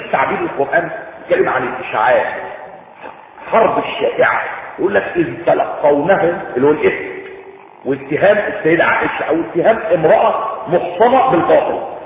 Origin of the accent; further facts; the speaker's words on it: Egypt; طبعا في تحميلات عندنا في مصر